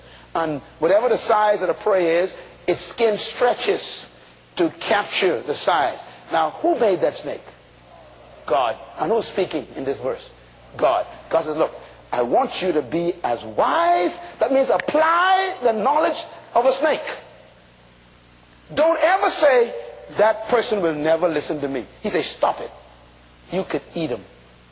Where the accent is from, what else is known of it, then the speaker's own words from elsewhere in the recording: Bain Town, New Providence, Bahamas; When I was growing up in Bain Town